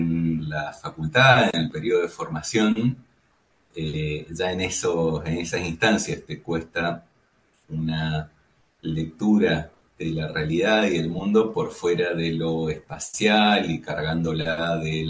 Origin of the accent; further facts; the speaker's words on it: Mendoza, Argentina; Sí, soy de Mendoza, soy el más chico de una familia muy, muy amplia, somos 7 hermanos.